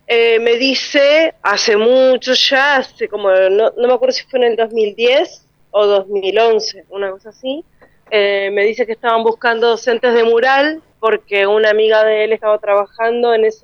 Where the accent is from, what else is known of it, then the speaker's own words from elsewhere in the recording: Comodoro Rivadavia, Chubut, Argentina; yo, como te decía, vengo del sur y vengo de la ciudad de Comodoro Rivadavia